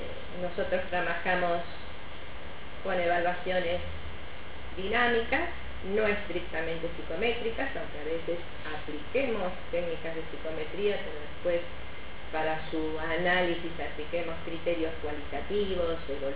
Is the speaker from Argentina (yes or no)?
yes; Argentina; que somos los argentinos, creo, nos hemos transformado en ingeniosos